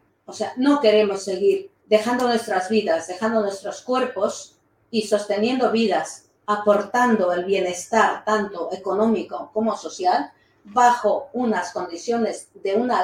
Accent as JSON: {"language": "Spanish", "country": "Ecuador", "moved": "yes", "lives_now": "Spain", "said": "Soy ecuatoriana, llevo aquí en Euskal Herria 21 años"}